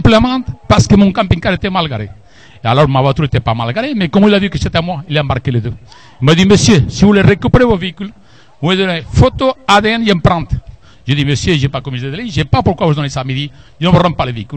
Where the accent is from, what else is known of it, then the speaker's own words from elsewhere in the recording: Spain; Je suis espagnol.